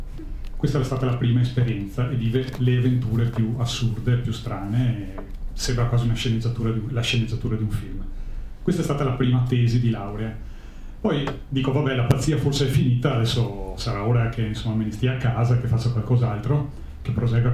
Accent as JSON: {"language": "Italian", "town": "Venice", "region": "Veneto", "country": "Italy", "said": "Io vengo da Venezia, sono veneziano, però ho sposato una montanara dell'altopiano di Asiago."}